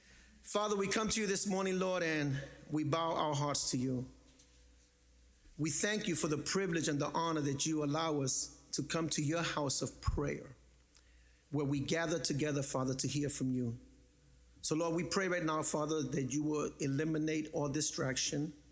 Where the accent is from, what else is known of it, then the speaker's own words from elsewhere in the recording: Bronx, New York, United States; I'm Puerto Rican. I'm from the Bronx. My first language is ghetto. I grew up in the Bronx